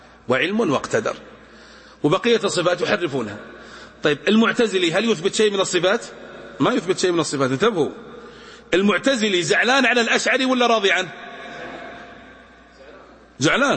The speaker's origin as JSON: {"language": "Arabic", "region": "Najd", "country": "Saudi Arabia", "said": "أتنقلنا إن عندنا في نجد يقولون"}